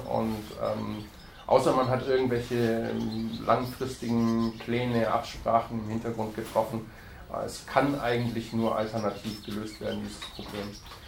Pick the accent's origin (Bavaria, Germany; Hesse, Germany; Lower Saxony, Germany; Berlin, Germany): Berlin, Germany; wenn wir als Berliner, wenn wir genügend Mitmenschen versammeln